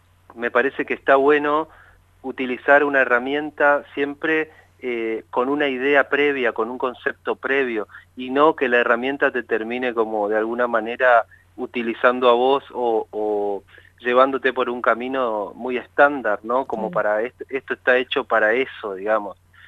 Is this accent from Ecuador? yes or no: no; Chaco, Argentina; moved away as an adult